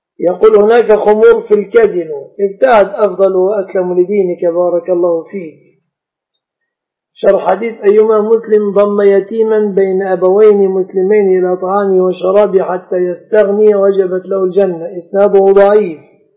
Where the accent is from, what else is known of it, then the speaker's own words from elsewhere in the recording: Egypt; والشبكة في بلادنا مصر من الصداق